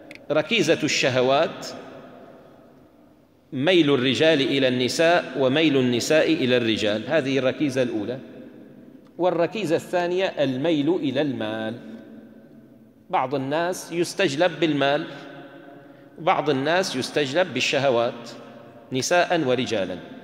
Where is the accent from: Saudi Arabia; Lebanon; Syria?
Syria; عندنا في الشام إذا كان استغلق على الإنسان الفهم يقال نتكلم بالتركي